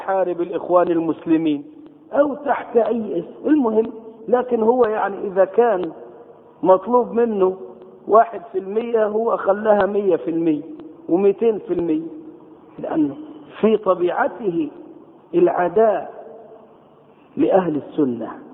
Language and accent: Arabic; Egypt; في شباب عندنا في مصر